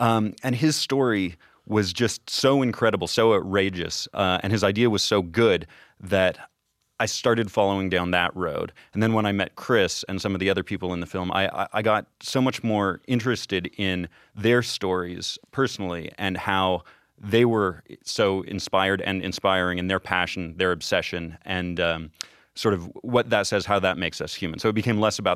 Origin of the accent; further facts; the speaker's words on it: Canada; I'm a filmmaker from Canada.